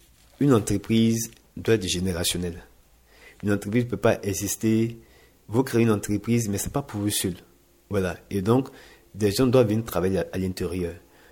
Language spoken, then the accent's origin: French; Côte d’Ivoire; en tant qu'Ivoirien, en tant que résident en Côte d'Ivoire